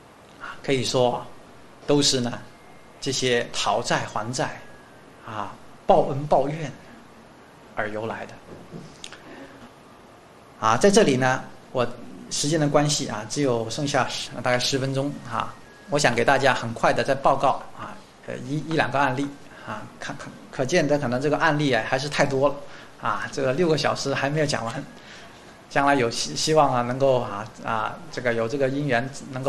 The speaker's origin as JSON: {"language": "Chinese", "town": "Guangzhou", "region": "Guangdong", "country": "China", "tie": "born or raised there", "said": "这是我自己我家乡哈、啊、广州市"}